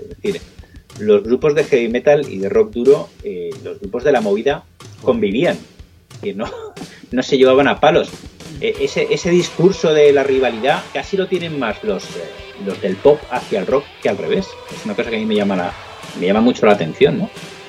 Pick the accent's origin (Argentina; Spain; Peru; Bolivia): Spain; Madrid, Community of Madrid; Yo que soy de Madrid, era un niño por aquel entonces, pero lo veía.